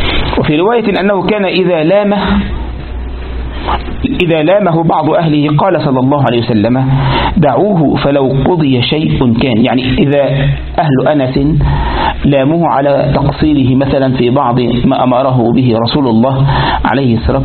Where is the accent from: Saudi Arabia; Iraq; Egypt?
Egypt; وعندنا في مصر وقد يكون في بعض البلدان أيضا